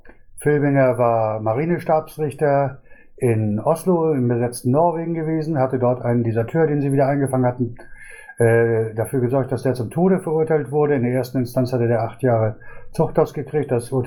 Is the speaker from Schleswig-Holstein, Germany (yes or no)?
yes; Schleswig-Holstein, Germany; Ich bin aus Schleswig-Holstein. Ich bin ja auch schon etwas älter.